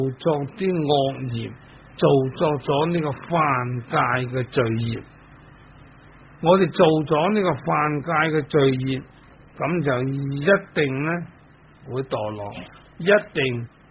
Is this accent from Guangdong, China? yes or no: yes; Dongguan, Guangdong, China; 我本身是东莞人，东莞人喝酒呢都不会输蚀的，况且我的家族呢都是做酒的